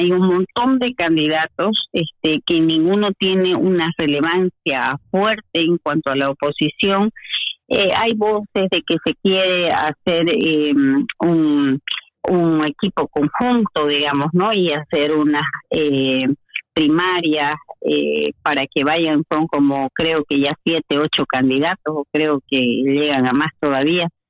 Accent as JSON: {"language": "Spanish", "region": "Santa Cruz", "country": "Bolivia", "said": "en Bolivia no se ha podido hablar, por lo menos de la región de donde yo vengo, que es de Santa Cruz"}